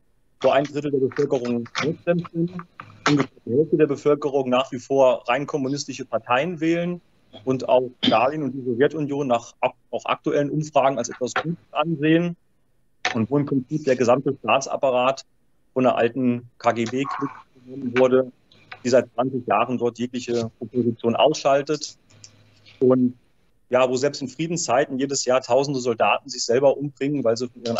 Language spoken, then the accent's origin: German; Germany; warum ich als Deutscher, als Nationaler und als Völkerfreund auf der Seite der Ukraine stehe